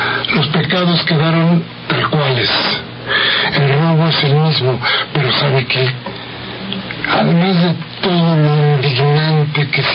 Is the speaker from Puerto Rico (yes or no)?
no; Mexico; se juntaron con los amigos para celebrar que seguimos siendo mexicanos.